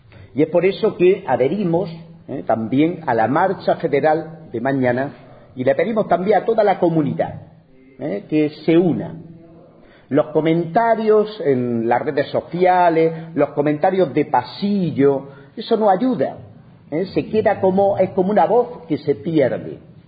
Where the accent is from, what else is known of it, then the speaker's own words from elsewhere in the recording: Spain; En mi país, en España